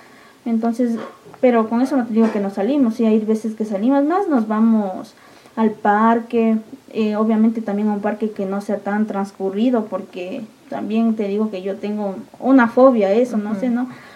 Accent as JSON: {"language": "Spanish", "town": "Cayambe", "region": "Pichincha", "country": "Ecuador", "said": "a mí siempre me ha gustado decir que soy de Cayambe, de donde mi mami es."}